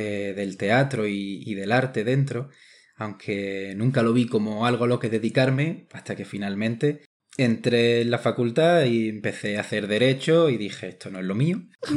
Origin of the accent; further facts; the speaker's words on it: Ronda, Andalusia, Spain; moved away as an adult; now in Madrid, Spain; Pues sí, Ronda es mi ciudad natal, que le tengo muchísimo cariño, mi raíz, ¿no? De dónde vengo.